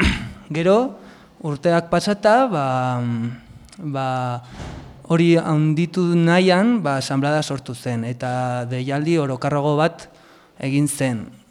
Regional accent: Auzperri, Navarre, Spain; Auzperrikoa naiz, eta hori

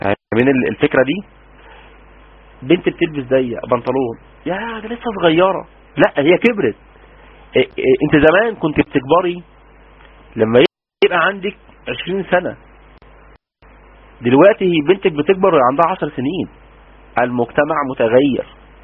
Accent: Egypt; أولى إعدادي ده عندنا في مصر يعني 14، يعني 12 سنة

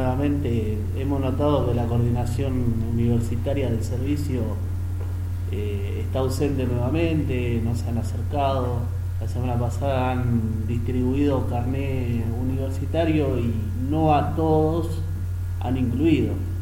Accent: Santa Teresita, Buenos Aires Province, Argentina; de Santa Teresita.

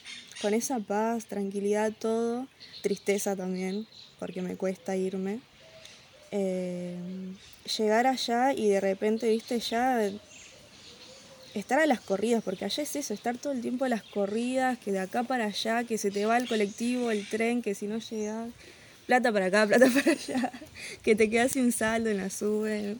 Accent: Buenos Aires, Argentina; born there; Nací en el Hospital Posadas... viví en varios lugares, en Aedo, Morón, alquilábamos. Y a los 3 años me vine para la isla con mis papás.

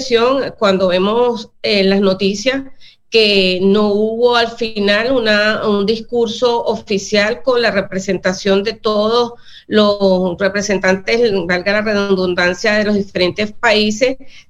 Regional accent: Venezuela; Eso por un lado, para nosotros como venezolanos y en mi condición de presidenta de la Asamblea Nacional lo cuestionamos.

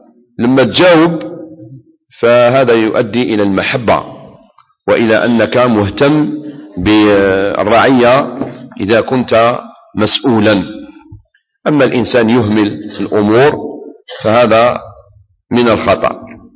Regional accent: Algeria; احنا كنا في بلادنا الجزائر قبل الاستعمار الفرنسي

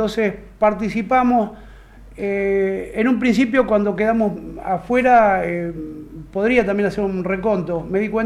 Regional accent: Cañuelas, Buenos Aires Province, Argentina; moved away; Pero cuando me fui de Cañuelas, yo me fui con una idea muy, muy marcada. Le dije a Dios, no me quiero morir sin hacer algo por mi ciudad.

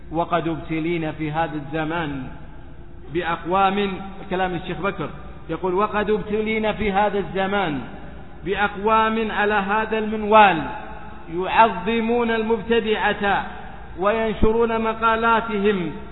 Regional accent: Saudi Arabia; ثم قامت فخرجت في بلادنا السعودية وغيرها

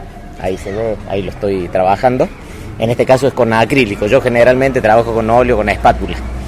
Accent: Villa Allende, Córdoba, Argentina; vengo de Villa Allende, de Córdoba.

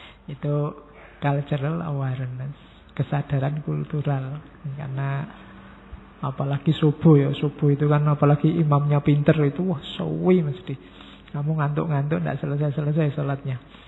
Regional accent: Java, Indonesia; saya orang Jawa Pak, orang Jawa itu mengutamakan ngalah.

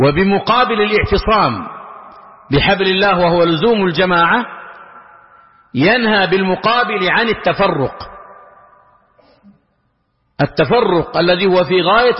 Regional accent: Saudi Arabia; كما هو الحال ولله الحمد والمنة في بلادنا المملكة العربية السعودية

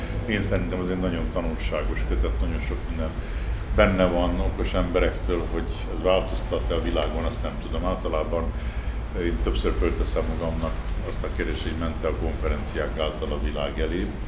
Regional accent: Budapest, Hungary; amiből elsősorban érdekeltek vagyunk, mint a Budapesti Városvédő Egyesület, vagy mint budapestiek

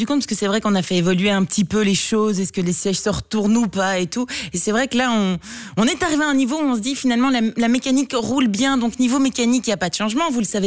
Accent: Liège, Wallonia, Belgium; also born or lived in Brussels; Moi je suis quand même liégeoise, donc n'oublions pas que je suis liégeoise, donc je connais Bruxelles parce que je suis bruxelloise d'adoption

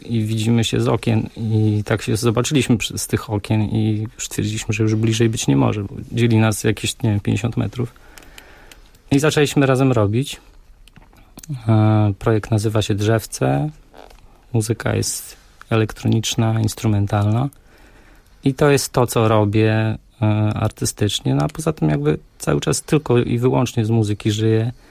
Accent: Białystok, Podlaskie Voivodeship, Poland; projekt, który urodził się w Białymstoku, w którym mieszkam teraz od jakichś 3 lat. Wróciłem, to jest moje rodzinne miasto, po wojażach po całej Polsce, to wróciłem w rodzinne strony

